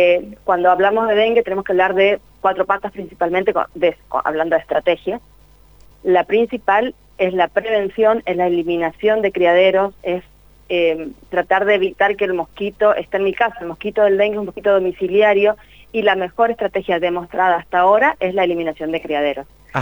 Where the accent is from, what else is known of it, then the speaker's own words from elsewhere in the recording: Chaco, Argentina; Yo soy del Chaco, vivo en la provincia del Chaco.